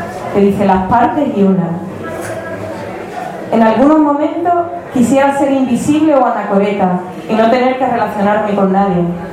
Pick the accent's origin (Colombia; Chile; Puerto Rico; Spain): Spain; Seville, Andalusia; porque Triana son mis raíces, aunque yo soy una renegada, pero es verdad que yo soy de Triana.